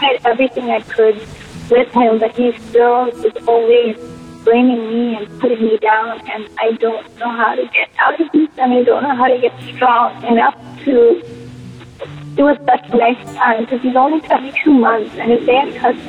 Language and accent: English; Jamaica; and I'm actually from Jamaica.